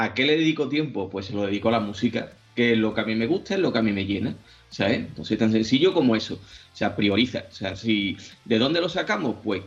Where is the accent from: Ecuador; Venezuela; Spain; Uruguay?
Spain; Seville, Andalusia; En mi tierra, en Sevilla, evidentemente la gente tiene pasión por el fútbol